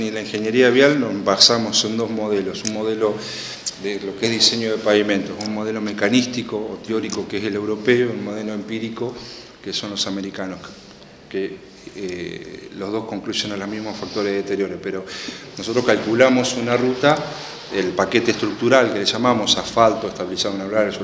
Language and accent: Spanish; General Alvear, Buenos Aires Province, Argentina; La zona sexta es General Alvear, de donde soy oriundo